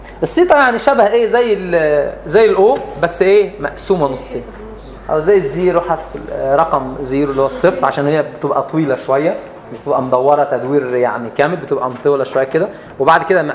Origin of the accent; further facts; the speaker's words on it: Upper Egypt, Egypt; احنا عندنا في الصعيد